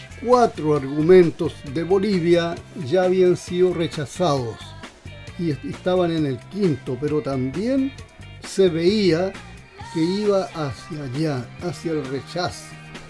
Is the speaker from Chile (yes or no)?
yes; Chile; como vulgar chileno nada más, pues como muchos chilenos piensan